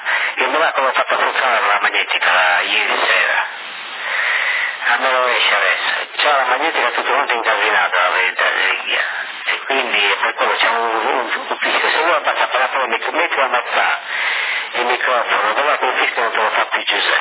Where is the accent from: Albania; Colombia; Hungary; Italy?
Colombia; anche io sono colombiano qua.